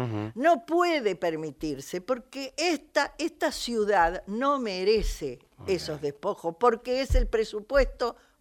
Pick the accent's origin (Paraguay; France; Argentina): Argentina; Buenos Aires; yo que soy una porteña de alma y defensora del porteñismo, digamos, ¿no? Digo, soy hija del Hospital Rivadavia.